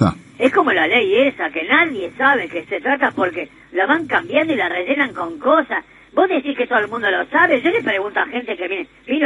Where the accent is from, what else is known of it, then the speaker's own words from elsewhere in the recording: Uruguay; Yo soy uruguayo antes que nada.